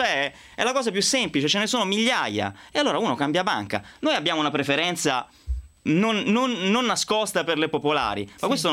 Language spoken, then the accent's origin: Italian; Umbria, Italy; io sono umbro, tu marchigiana